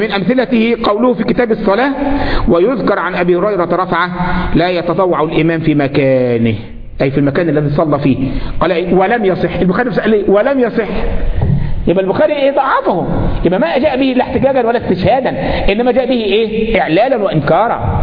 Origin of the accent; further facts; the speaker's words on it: Egypt; كنت في عندنا في مصر